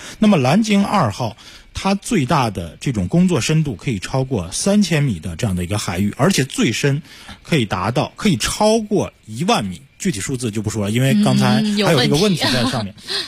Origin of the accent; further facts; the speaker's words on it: Northeast China, China; 而且作为一个东北人啊，我非常欣喜地看到了远东豹。